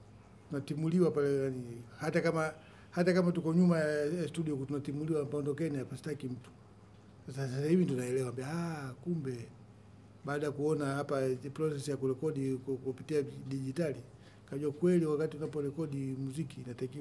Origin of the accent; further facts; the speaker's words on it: Masasi, Mtwara, Tanzania; born there; ni mzaliwa wa wilaya Masasi, kwa ni Mtwara.